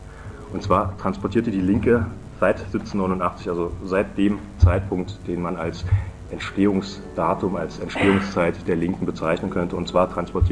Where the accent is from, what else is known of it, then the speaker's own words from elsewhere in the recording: Halle, Saxony-Anhalt, Germany; ich komme aus Halle